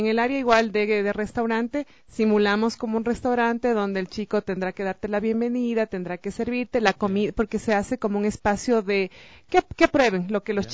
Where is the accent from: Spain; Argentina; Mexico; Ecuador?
Ecuador; nos encanta comer como buenos ecuatorianos que somos.